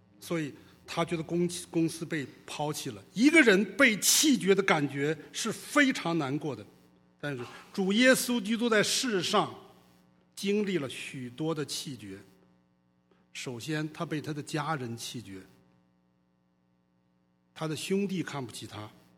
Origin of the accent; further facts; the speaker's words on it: China; 用我们中国人的话讲